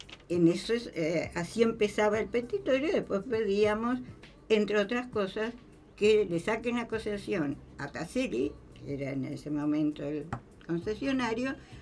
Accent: La Plata, Buenos Aires Province, Argentina; Soy de La Plata, o sea, mi viaje era de La Plata a Bernal, intermedia entre La Plata y Constitución.

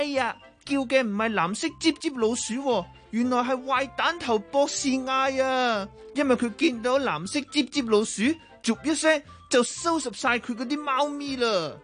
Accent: Japan; Cantonese is a second language; 各位老师，各位同学，大家好，我是来自日本的

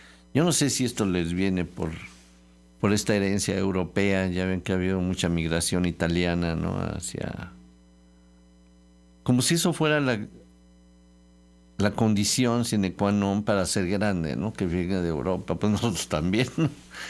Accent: Mexico; ya ven cómo somos nosotros, los mexicanos

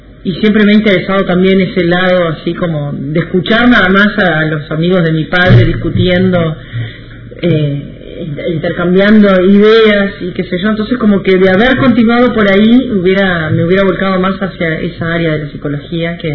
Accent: Paysandú, Uruguay; also born or lived in Montevideo; yo soy de Paysandú, del interior, y me tuve que volver a Paysandú porque pasaba en Montevideo sin clases y mis padres me llevaron otra vez para allá

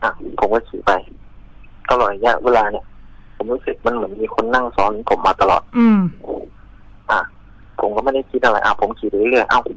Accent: Prachinburi, Thailand; ผมเป็นคนพื้นเพผมเป็นคนปราจีนบุรีนะ

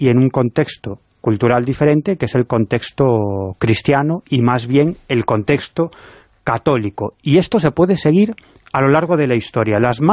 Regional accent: A Coruña, Galicia, Spain; aunque yo en realidad soy del Deportivo de La Coruña como buen coruñés.

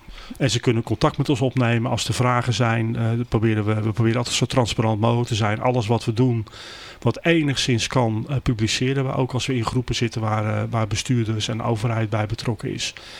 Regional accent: Katwijk, South Holland, Netherlands; Ik ben natuurlijk ook een inwoner van Zuid-Holland. Ik ben geboren en getogen in Katwijk, Noordwijk.

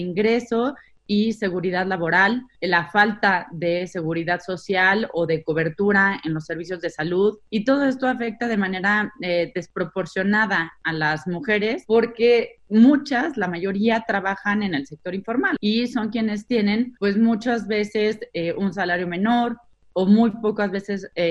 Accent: Mexico; O, por ejemplo, en mi país, en México, 1 de cada 4 hogares depende completamente del ingreso de una mujer

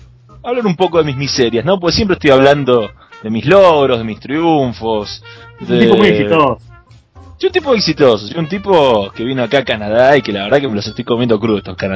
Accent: Argentina; Porque soy argentino, porque manejo, o sea, tengo tongue, tengo lengua

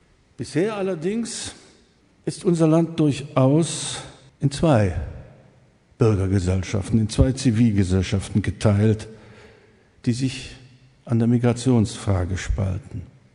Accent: East Germany, Germany; ich darf das als Ossi sagen

